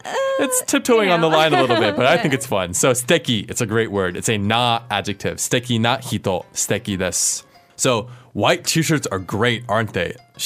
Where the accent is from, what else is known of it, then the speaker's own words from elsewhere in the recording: United States; One reason for that is, as an American, I love being sarcastic.